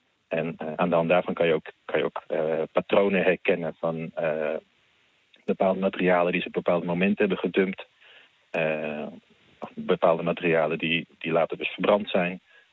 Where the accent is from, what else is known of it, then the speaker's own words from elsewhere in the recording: Beverwijk, North Holland, Netherlands; also born or lived in Heemskerk; En ik was ook bij een amateurvereniging in Beverwijk en Heemskerk, waar ik vandaan kom, actief.